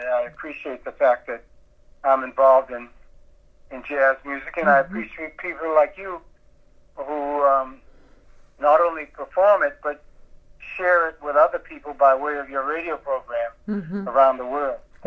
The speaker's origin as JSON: {"language": "English", "town": "Boston", "region": "Massachusetts", "country": "United States", "tie": "born or raised there", "said": "I would, although born and raised in Boston, I was able to get a radio station from New York City that emanated from Birdland in New York"}